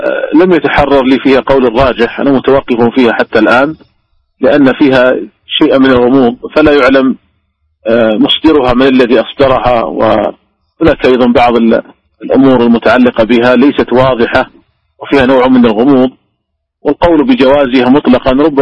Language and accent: Arabic; Saudi Arabia; وحتى عندنا في المملكة العربية السعودية منعته رسميا وزارة التجارة